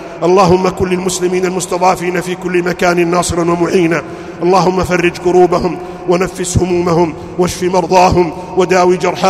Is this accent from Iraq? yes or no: no; Saudi Arabia; أن يحفظ بلادنا المملكة العربية السعودية